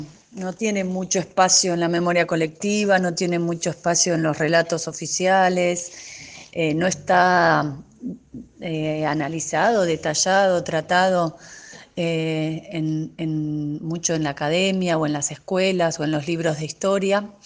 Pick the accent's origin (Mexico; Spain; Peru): Mexico; Mexico City; en abril del año 77 nací yo, en un hospital del Distrito Federal, donde mis papás se instalaron muy de a poco, con mucha ayuda y con otros argentinos que vivían allá.